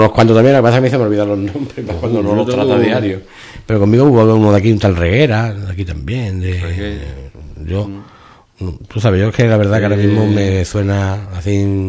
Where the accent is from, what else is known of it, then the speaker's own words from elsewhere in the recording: Ubrique, Andalusia, Spain; si soy de Ubrique y queréis contactar con alguien más cercano